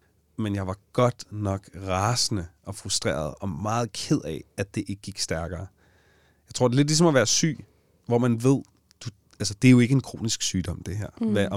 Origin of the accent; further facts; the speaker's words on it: Allinge, Capital Region of Denmark, Denmark; og ikke bare i Allinge, hvor jeg kommer fra, men på hele øen